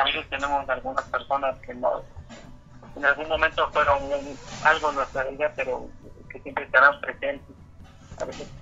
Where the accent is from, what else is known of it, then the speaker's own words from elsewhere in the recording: Ciudad Mendoza, Veracruz, Mexico; yo soy originario de Ciudad Mendoza, pero mi papá es un pueblo, algo dejado en Puebla. Está muy escondidito. Y mi mamá, originaria de aquí